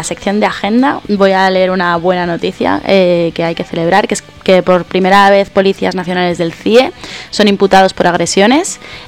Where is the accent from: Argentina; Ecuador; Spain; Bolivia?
Spain; Community of Madrid; como miles de madrileños